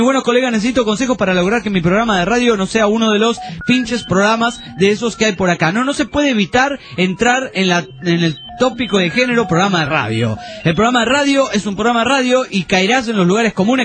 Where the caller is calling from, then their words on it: Trelew, Chubut, Argentina; de Trelew, Chubut, Patagonia, Argentina.